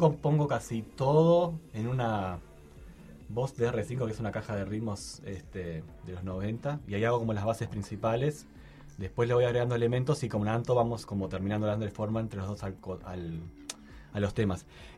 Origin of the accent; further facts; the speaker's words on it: Uruguay; yo me siento re uruguayo. O sea, aunque no quiera, voy a transmitir eso en mi música